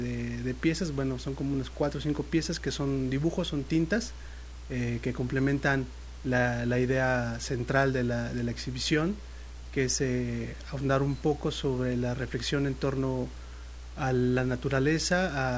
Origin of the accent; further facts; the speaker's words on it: Mexico City, Mexico; Yo soy de la Ciudad de México.